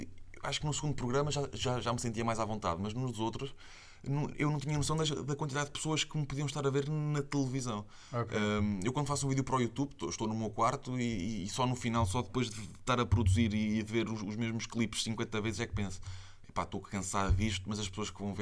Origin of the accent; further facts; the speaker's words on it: Aveiro, Portugal; primeiro sou de Aveiro e os estúdios são todos em Lisboa